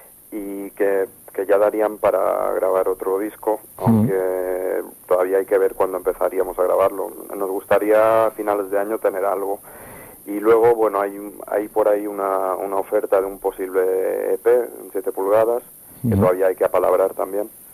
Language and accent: Spanish; Balearic Islands, Spain; Sí, pues yo soy de Mallorca